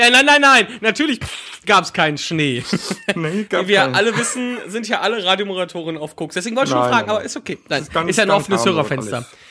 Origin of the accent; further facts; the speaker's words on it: North Rhine-Westphalia, Germany; Da ich aus dem Bergischen Kreis komme